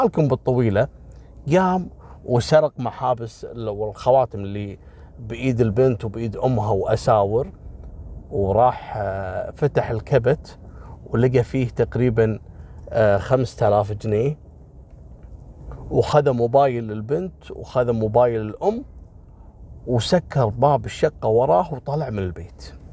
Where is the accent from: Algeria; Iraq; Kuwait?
Kuwait; والله مرة صادوا ساحر عندنا في الكويت